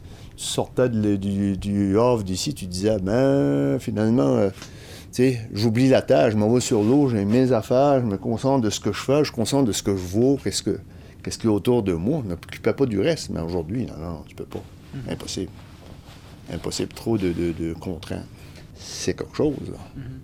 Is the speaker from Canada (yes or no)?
yes; Quebec, Canada; Moi, je suis acadien, t'as des premiers arrivants.